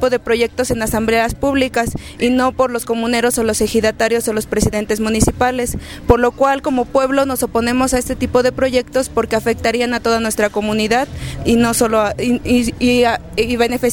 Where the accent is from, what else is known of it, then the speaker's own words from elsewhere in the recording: Tepoztlán, Morelos, Mexico; vengo de Tepoztlán, Morelos, y soy parte del Frente Juvenil en Defensa de Tepoztlán.